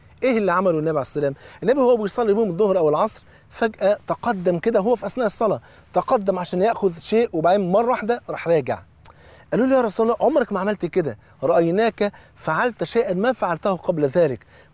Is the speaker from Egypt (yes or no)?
yes; Egypt; وطبعا انتوا عارفين الفول عندنا في مصر فرض عين،